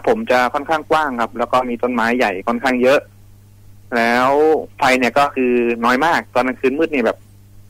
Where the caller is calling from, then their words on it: Bangkok, Thailand; อยู่แถวดินแดงครับผม